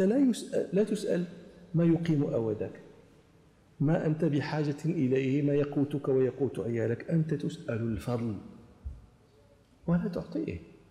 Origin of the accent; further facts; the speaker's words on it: Morocco; مثلا عندنا في المغرب مثلا يقولون